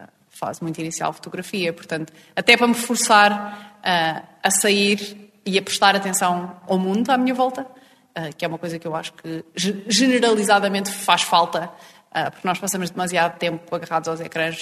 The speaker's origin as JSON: {"language": "Portuguese", "town": "Fátima", "region": "Centro", "country": "Portugal", "said": "ir até à terrinha, que eu sou de Fátima"}